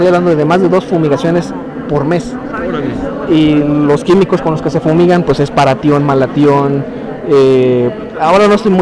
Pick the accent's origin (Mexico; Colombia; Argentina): Mexico; Uruapan, Michoacán; allá en Uruapan. Yo soy de Uruapan.